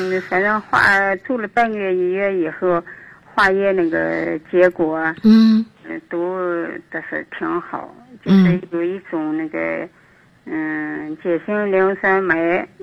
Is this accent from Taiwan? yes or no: no; Hohhot, Inner Mongolia, China; 我先介绍一下，我是呼和浩特的朋友